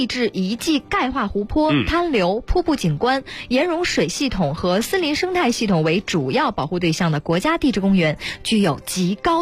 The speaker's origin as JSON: {"language": "Chinese", "region": "Northeast China", "country": "China", "tie": "born or raised there", "said": "我十一的时候，就十月四号回过一次东北老家"}